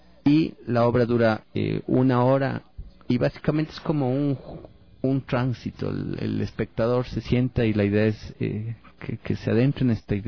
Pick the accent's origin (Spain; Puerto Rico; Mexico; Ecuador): Ecuador; En realidad todos nos definimos como ecuatorianos, en realidad esta idea de ecuatorianidad es tan cerrada.